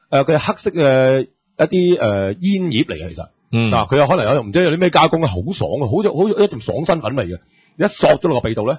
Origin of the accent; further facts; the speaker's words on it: Hong Kong; 我香港人就唔係好怪